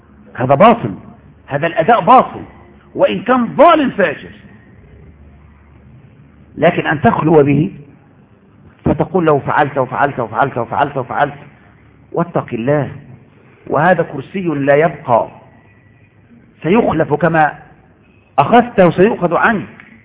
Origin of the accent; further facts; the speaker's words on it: Egypt; يا شيخ ان عندنا في مصر زمان كان الناس لا يعرفون وجوب صلاه